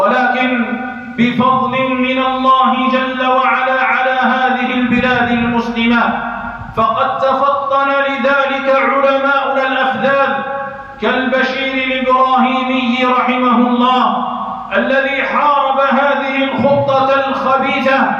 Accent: Algeria; تستغل أوضاع بلادنا الجزائر

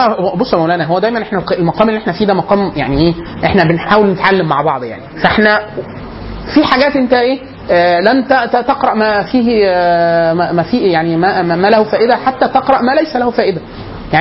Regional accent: Upper Egypt, Egypt; انا عشان من الصعيد في مناطق، في عندنا مسجد كبير

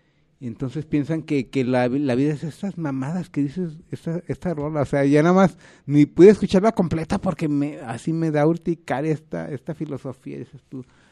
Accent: Guadalajara, Jalisco, Mexico; a los que somos de aquí de Guanatos

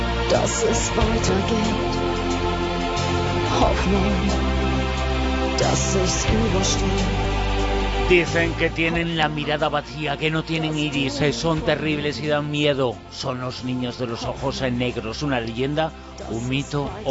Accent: Galicia, Spain; born there; No solamente es nuestra tierra, la tierra en la que nacimos muchos de los que estamos aquí, pero es que hoy todos somos paisanos de Galicia.

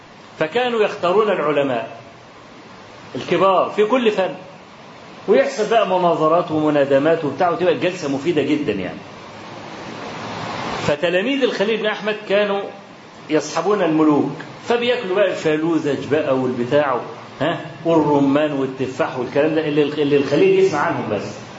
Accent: Egypt; خلاص احنا من مصر

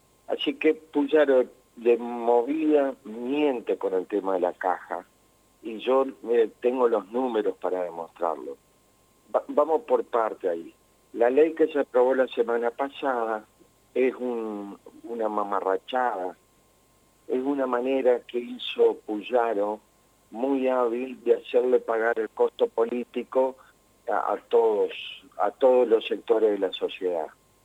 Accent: Santa Fe, Argentina; a ningún santafesino nos explicó en qué nos iba a beneficiar

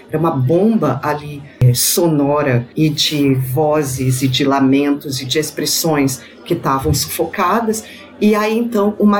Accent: Rio de Janeiro, Brazil; porque eu sou negro, porque eu sou carioca

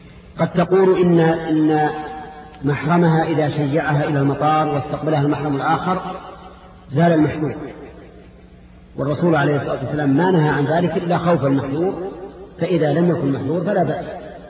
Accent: Najd, Saudi Arabia; عندنا في نجد يقول فلان الفلان

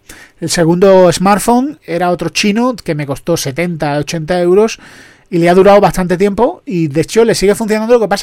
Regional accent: Andalusia, Spain; Yo que soy andaluz soy desconfiado

